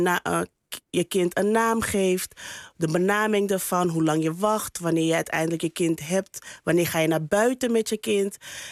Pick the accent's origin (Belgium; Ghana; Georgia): Ghana; Maar ik denk voor mij, als een Ghanese en voor mijn mede-Ghanese, als ik van zo mag spreken